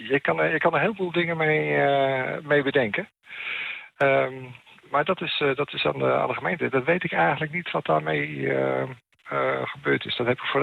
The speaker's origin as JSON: {"language": "Dutch", "region": "Utrecht", "country": "Netherlands", "said": "Ja, ik kom zelf ook uit Utrecht."}